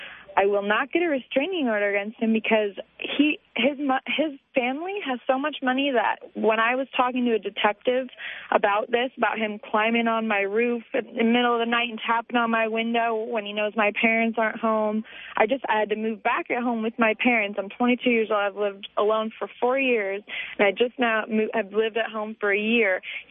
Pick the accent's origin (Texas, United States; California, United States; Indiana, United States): California, United States; Agoura Hills; I mean, I grew up in Agoura Hills, California. That's the only place I've ever lived.